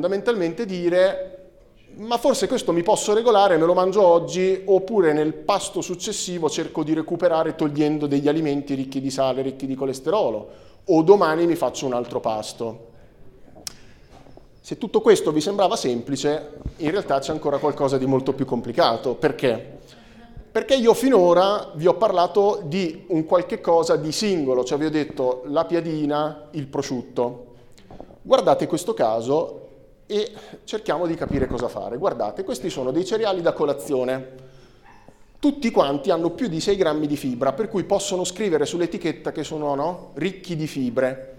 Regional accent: Pesaro, Marche, Italy; Io poi sono di Pesaro, tendente alla Romagna, per cui dalle mie parti, insomma, ce n'è iosa.

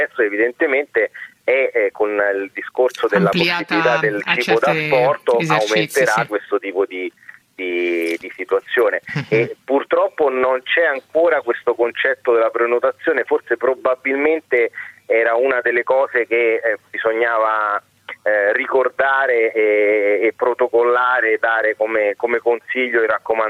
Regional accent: Rome, Lazio, Italy; born there; Faccio un esempio purtroppo che sta capitando nella mia città natale, Roma.

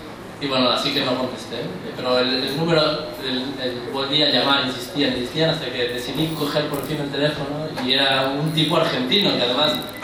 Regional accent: Mexico; now in Barcelona, Spain; soy mexicano y vivo en Barcelona.

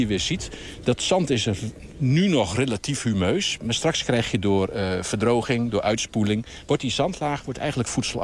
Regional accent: Zwolle, Overijssel, Netherlands; Ja, ik ben Zwollenaar.

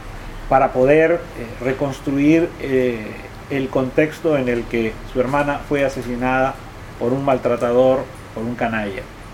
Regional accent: Arequipa, Peru; en Arequipa, en mi país

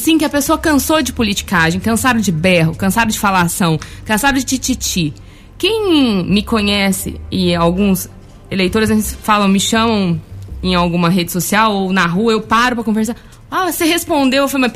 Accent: Guaxupé, Minas Gerais, Brazil; Eu sou nascida, criada em Guaxupé, tenho a minha filha na cidade e eu almejo um futuro para minha filha, eu almejo um futuro para minha cidade.

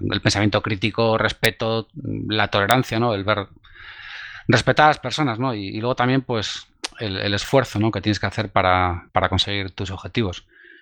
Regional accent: Bilbao, Basque Country, Spain; also born or lived in Sopelana; mi infancia la pasé en Bilbao, en Basurto. Viví unos años en Sopelana, estudié en el Instituto de Plencia

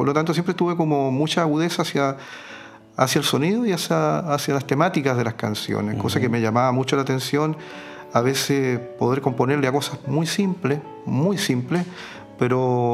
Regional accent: Angol, Araucanía, Chile; Nací acá en Angol.

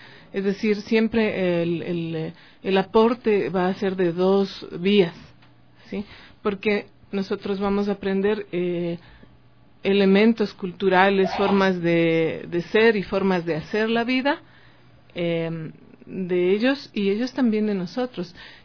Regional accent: Germany; Yo vengo de Alemania

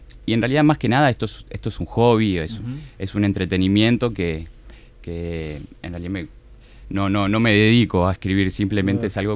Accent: Montevideo, Uruguay; yo crecí en el Parque Posadas y después nos mudamos con mi familia también a 2 cuadras del Arroyo Miguelete, y bueno, es mi barrio, aunque ahora vivo en Cordón

